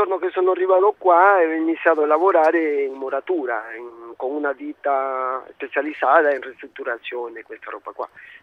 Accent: Peru; now in Rome, Italy; Sono peruviano, sì.

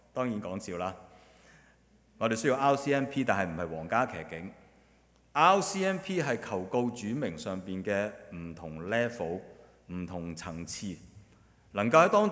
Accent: Chaozhou, Guangdong, China; 我是潮州人，潮语不是讲潮州话

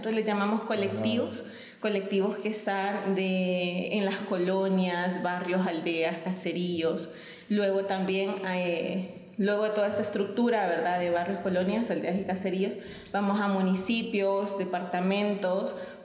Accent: Honduras; Pues bien, sí, como bien dices, yo soy de Honduras.

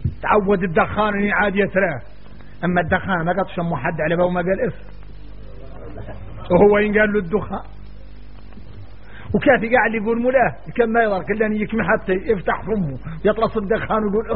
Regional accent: Mauritania; عندنا احنا موريتاني

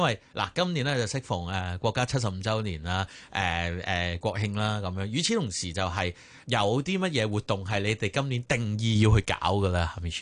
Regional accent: Hong Kong; 咁我哋成长年代啊，去清华、北京或者上去交通或者复旦啊，呢啲我哋香港人好认识嘅殿堂级嘅内地院校

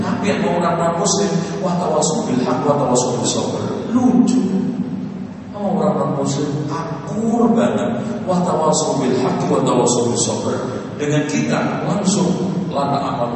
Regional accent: Java, Indonesia; Saya orang Jawa aja hormatin.

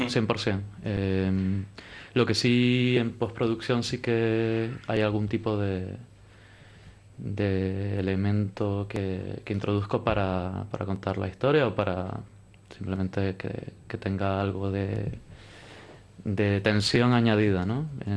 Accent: Tenerife, Canary Islands, Spain; Yo creo que los tres venimos de Tenerife

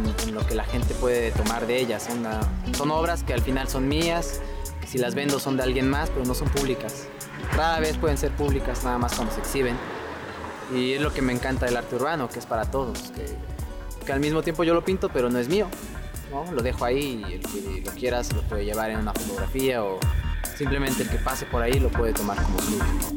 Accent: Jiutepec, Morelos, Mexico; yo soy originario de Jutepec.

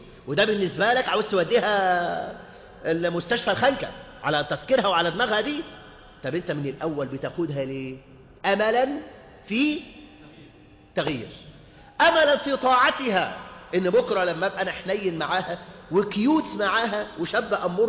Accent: Egypt; خاصة عندنا في مصر هنا

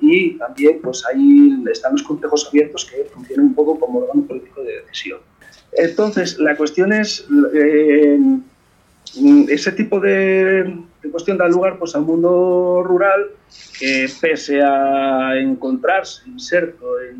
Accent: Asturias, Spain; A ver, yo soy de Asturias, y en Asturias teníamos que era una empresa pública de la minería, y era un jodido desastre.

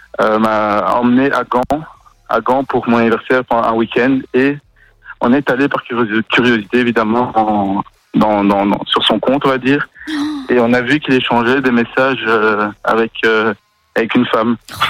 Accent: France; De France.

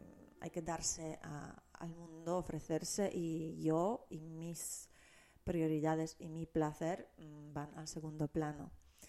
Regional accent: Poland; Spanish is a second language; now in Spain; yo soy de Polonia y no es que todos los polacos sean así

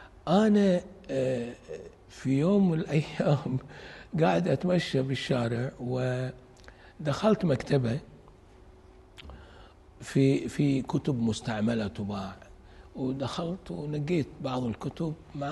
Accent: Kuwait; أروح أرجع إلى ديرتي الكويت وأقرأ

